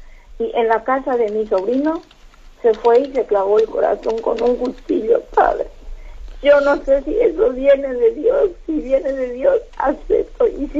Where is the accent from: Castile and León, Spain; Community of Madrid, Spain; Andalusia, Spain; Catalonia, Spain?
Community of Madrid, Spain; Madrid; now in Cusco, Peru; Soy servidora de dos parroquias, de la iglesia San Fernando, aquí en Cusco, yo soy de Madrid, y también soy servidora de la iglesia de Lavapiés.